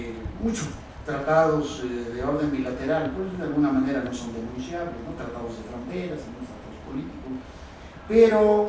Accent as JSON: {"language": "Spanish", "country": "Mexico", "said": "que en lo personal como mexicano me preocupa mucho"}